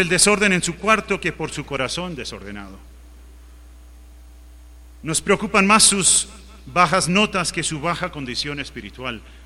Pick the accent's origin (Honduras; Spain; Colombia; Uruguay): Uruguay; born or raised there